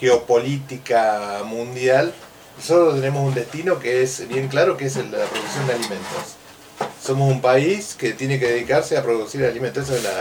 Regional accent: Olavarría, Buenos Aires Province, Argentina; yo soy de Olavarría

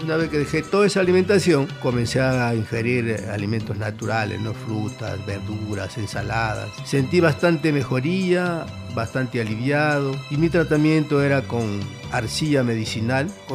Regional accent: Lima, Peru; Yo vengo del distrito de Comas.

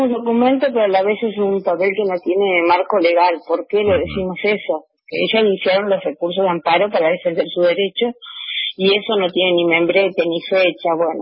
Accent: San Antonio Este, Río Negro, Argentina; Yo vengo de San Antonio Este, de la zona atlántica, del lado de Viedma

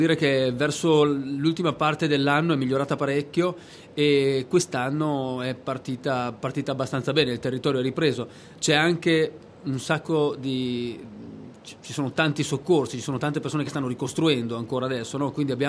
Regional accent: Verona, Veneto, Italy; now in Abruzzo, Italy; Io appunto sono veronese, sono in Abruzzo da ormai 10 anni, proprio nella zona della montagna, la zona proprio davanti tra il Parco del Gran Sasso e il Parco della Maiella

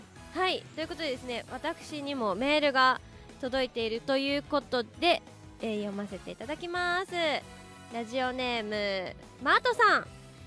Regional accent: Tochigi, Japan; also born or lived in Kanagawa; 22歳でございます。そしてですね、出身地が、生まれは神奈川なんですけど育ちが栃木で、高校1年生まで栃木に住んでてっていう感じなんですけど、まあ約10年大事な時期を栃木で過ごしましたので、栃木県出身ということにさせていただいてます。

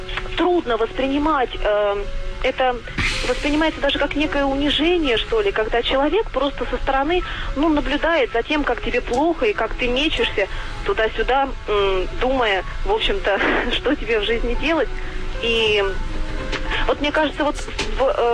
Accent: Volgograd, Volgograd Oblast, Russia; Я из Волгограда, журналист.

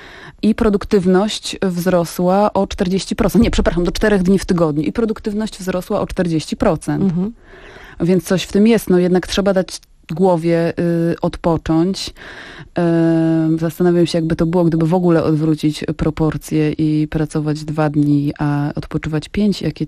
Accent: Grudziądz, Kuyavian-Pomeranian Voivodeship, Poland; A to śmiesznie, bo się okazało, że jesteśmy z Grudziądza obydwie z tego samego osiedla.

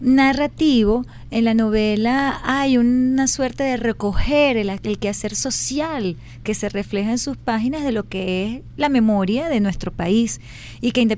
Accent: Maracay, Aragua, Venezuela; now in Caracas, Venezuela; como yo no soy de Caracas, sino que yo crecí, viví en Maracay hasta la adolescencia, recién llegada a Caracas

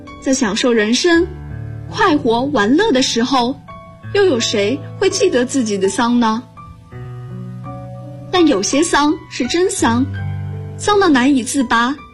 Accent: Zhangjiakou, Hebei, China; now in Nanjing, China; 我来自河北张家口，我在南京大学，距离我的家乡1026公里。

